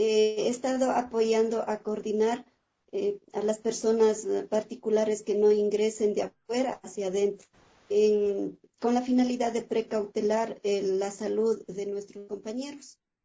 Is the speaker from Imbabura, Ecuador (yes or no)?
yes; Pijal, Imbabura, Ecuador; pertenezco al biocorredor Pisque Mojanda San Pablo, soy de Imbabura, de mi comunidad de Pijal